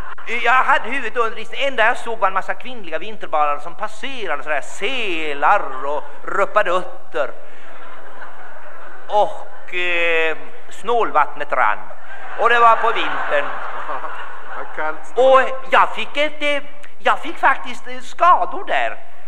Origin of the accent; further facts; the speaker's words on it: Kalmar, Kalmar County, Sweden; born there; Jag är ju född i Kalmar.